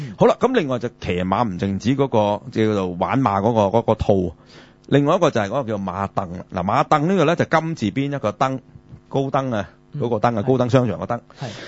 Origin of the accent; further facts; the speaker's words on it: China; 我哋中國人就唔飲牛奶㗎嘛